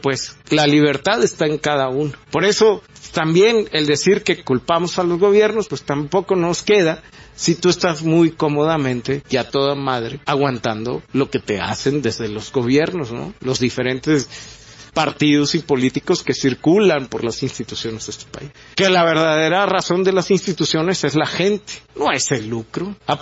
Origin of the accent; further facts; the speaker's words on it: Mexico; somos mexicanos, que no somos muy altos, que estamos chaparros, prietos y panzones